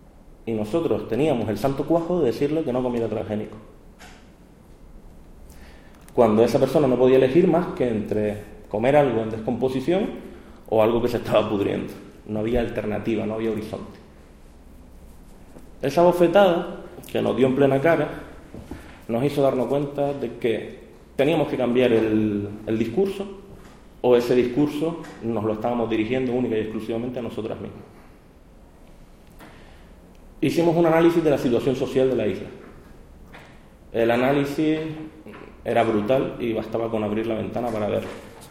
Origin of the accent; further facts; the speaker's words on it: Canary Islands, Spain; accent: Canarias; tengo un acento muy cerrado de Canarias